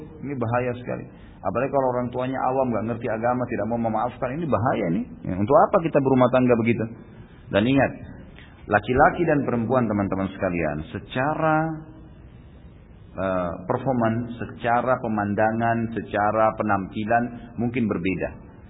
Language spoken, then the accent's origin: Indonesian; Makassar, South Sulawesi, Indonesia; born there; kalau saya waktu itu lahir di kota Makassar tentunya